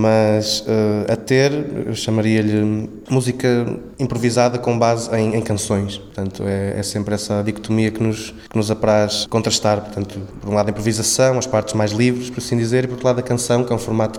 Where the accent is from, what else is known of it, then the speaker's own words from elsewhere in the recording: Estarreja, Centre, Portugal; Esta sala representa a sala onde eu cresci, vi os primeiros concertos